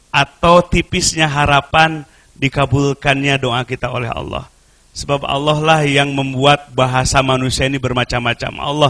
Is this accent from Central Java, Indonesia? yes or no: no; West Java, Indonesia; mau pakai bahasa Sunda, kita orang Sunda, pakai bahasa Indonesia